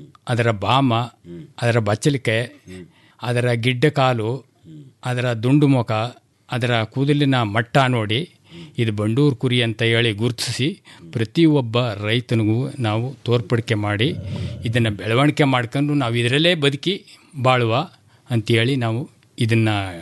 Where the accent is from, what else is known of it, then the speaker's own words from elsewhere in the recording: Yelavagundi, Karnataka, India; ನಾವು ಯಳವಗುಂಡಿ ಸರ್.